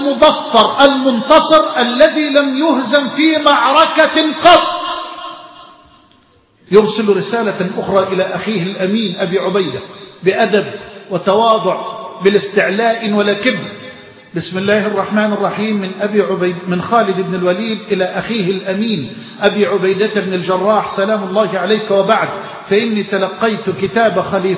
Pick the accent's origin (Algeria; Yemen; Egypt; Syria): Egypt; بلدنا مصر